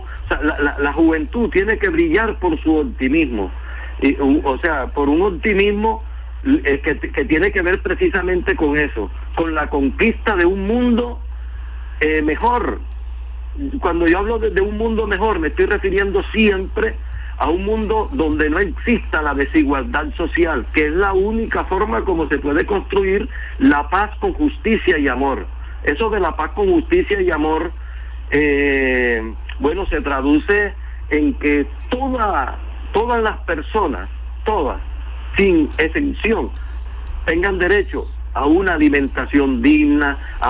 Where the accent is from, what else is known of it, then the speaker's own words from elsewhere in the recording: Turbaco, Bolívar, Colombia; Turbaco, que es el pueblo mío de mi nacimiento, pues, donde yo nací.